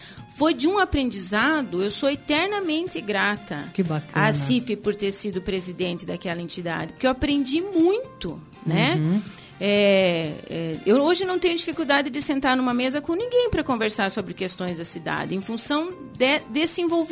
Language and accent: Portuguese; Foz do Iguaçu, Paraná, Brazil; born there; eu sou nascida em Foz, amo minha cidade, mas ninguém, uhum, conhece Foz do Iguaçu.